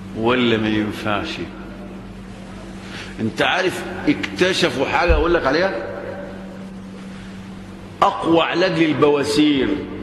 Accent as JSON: {"language": "Arabic", "country": "Egypt", "said": "طبعا عندنا في مصر الآن"}